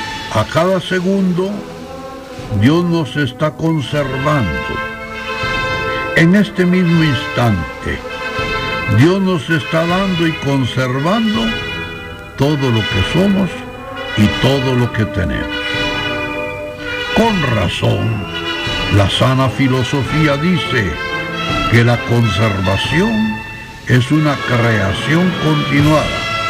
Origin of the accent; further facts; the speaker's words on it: Guatemala; Somos católicos y somos guatemaltecos.